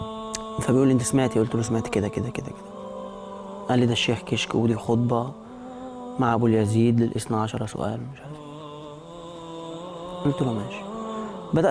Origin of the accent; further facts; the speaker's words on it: Alexandria, Alexandria Governorate, Egypt; أنا مصري من اسكندرية, بس الفترة اللي أنا أسلمت فيها كنت في القاهرة.